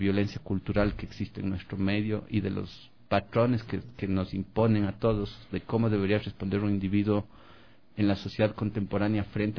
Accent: Cuenca, Azuay, Ecuador; Yo también vengo de una sociedad bastante formal, como me presenté, soy cuencano.

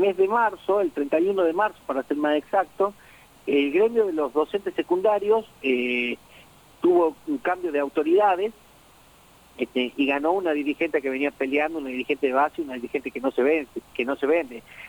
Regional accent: Villa Cañada, Santa Fe, Argentina; yo soy nativo de Villa Cañada, a Santa Fe

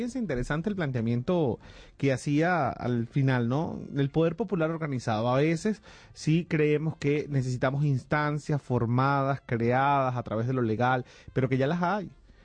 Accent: Venezuela; es que cambiar un poco la cultura como venezolanos y venezolanas

